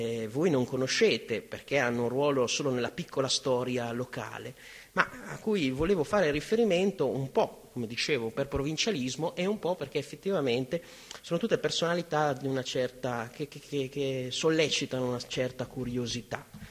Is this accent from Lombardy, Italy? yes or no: no; Reggio Emilia, Emilia-Romagna, Italy; Io vengo da Reggio Emilia e mi sono sorpreso dei molteplici collegamenti con la mia città